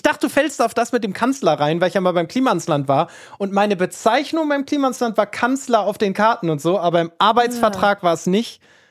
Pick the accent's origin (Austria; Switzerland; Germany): Germany; Northern Germany; Ich bin aus Norddeutschland